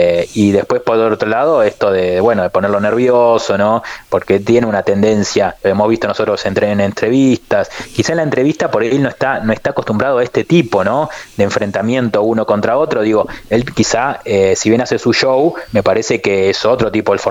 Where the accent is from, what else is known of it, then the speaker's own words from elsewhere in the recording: Argentina; Yo creo, a ver, nosotros somos argentinos, yo no voy a dejar de ponerme de ese lugar.